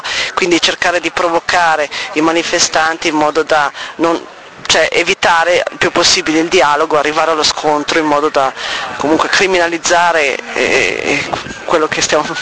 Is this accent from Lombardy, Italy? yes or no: yes; Milan, Lombardy, Italy; Noi, sono di Milano